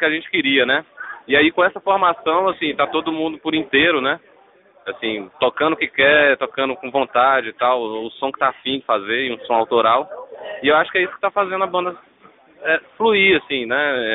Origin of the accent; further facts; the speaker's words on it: Fortaleza, Ceará, Brazil; now in Lagoa Santa, Brazil; Sou de Fortaleza, tô morando em Lagoa Santa faz uns 5, 6 anos.